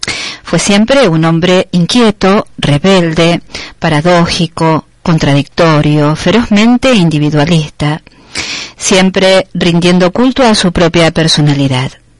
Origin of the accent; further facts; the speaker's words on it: Argentina; born there; Si bien yo nací en Argentina, también, bueno, vengo de antepasados españoles, italianos, y todo vuelve.